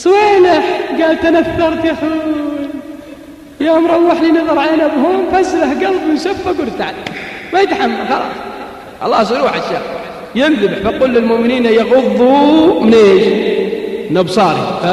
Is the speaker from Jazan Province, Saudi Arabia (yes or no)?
no; Al-Qassim, Saudi Arabia; عندنا بالقصيم